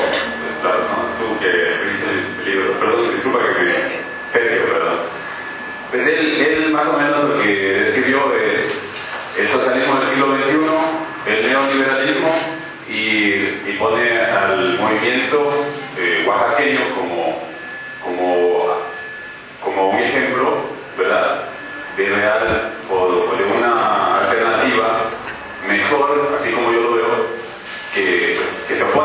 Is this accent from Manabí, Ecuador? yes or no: no; Quito, Pichincha, Ecuador; Soy del Ecuador, de la ciudad de Quito